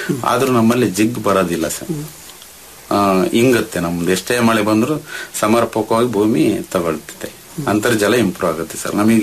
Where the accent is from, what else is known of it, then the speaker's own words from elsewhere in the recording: Karnataka, India; ನಮ್ಮಲ್ಲಿ ನಮ್ಮ ಕರೂರು ತಾಲೂಕು ನಮ್ಮ ಗ್ರಾಮದಲ್ಲಿ ಏನಾಗಿದೆ ಸರ್ ಅಂದ್ರೆ, ನಾವು 150 ಅಡಿ ಬೋರ್ವೆಲ್ ಹಾಕ್ಸ್ತಿದ್ವು